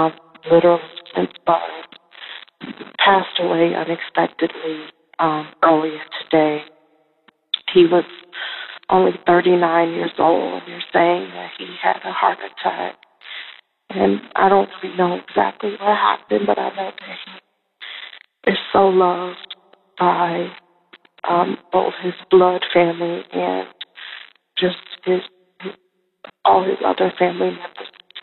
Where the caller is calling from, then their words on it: Chicago, Illinois, United States; Hello, Dan. I'm calling from Chicago.